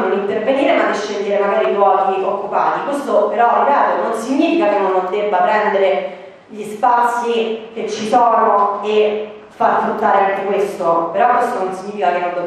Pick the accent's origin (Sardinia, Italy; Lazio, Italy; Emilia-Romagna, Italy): Lazio, Italy; Rome; perché vengo da Roma, mi sono laureata qualche anno fa